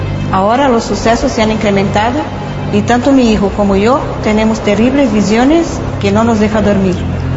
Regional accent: Zaragoza, Aragon, Spain; soy de Zaragoza, capital.

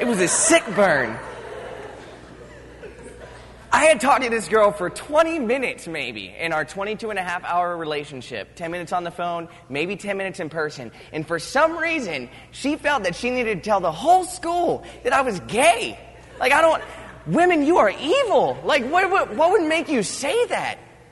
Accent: Virginia Beach, Virginia, United States; but I'm from Virginia Beach. I don't know how many of you guys know that. I'm from Virginia Beach. I've spent a lot of time on beaches

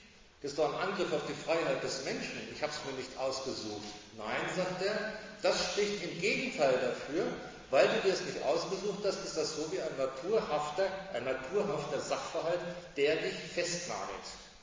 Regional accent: Germany; Ich bin Deutscher, wie ein Franzose, ein Russe ist.

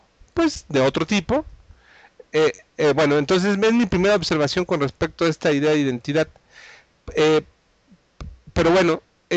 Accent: Mexico; yo soy papá, yo soy hijo, yo soy mexicano, yo soy investigador, yo soy politécnico

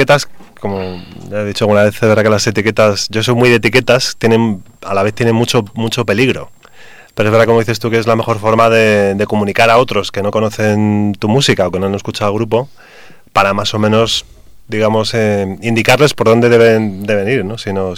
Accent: Madrid, Community of Madrid, Spain; Entonces, yo soy de Hortaleza, por cierto.

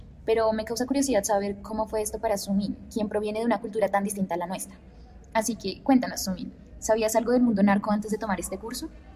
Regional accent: Colombia; nos es familiar a nosotras como colombianas

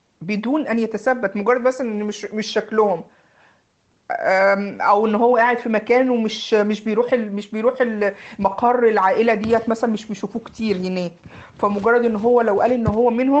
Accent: Egypt; زي ما بيقولوا عندنا في مصر ايه، فشار.

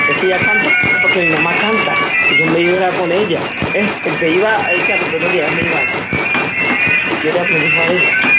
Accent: Tumaco, Nariño, Colombia; moved away; also born or lived in Barbacoas; Nací en Barbaco y me crié en Tumaco, o sea que me llevaron de 2 años de nacida a Tumaco y ahí me quedé hasta que ahora me vine para acá. Tengo como más de 20 años

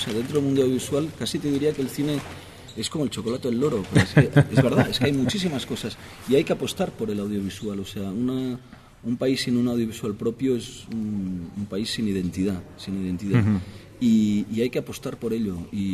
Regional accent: Barcelona, Catalonia, Spain; Yo soy de Barcelona, los dos vivimos en Barcelona

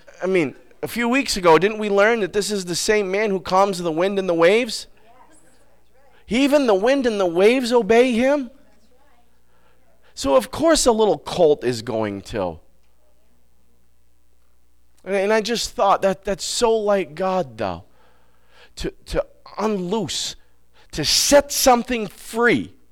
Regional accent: Vermont, United States; I didn't like that word because I'm from Vermont and I do what I want, right?

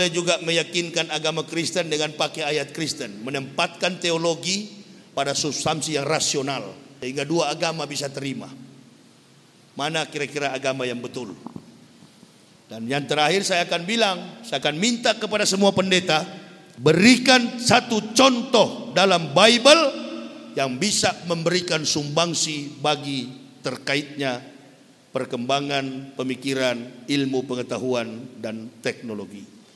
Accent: Manado, North Sulawesi, Indonesia; Kami orang Manado begitu memang.

